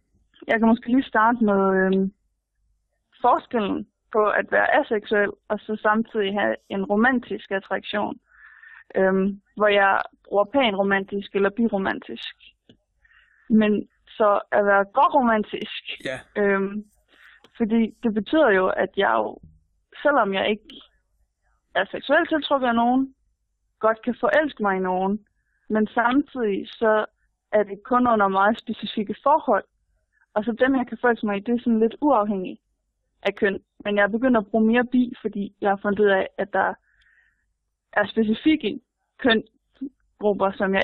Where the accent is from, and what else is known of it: Aarhus, Central Denmark Region, Denmark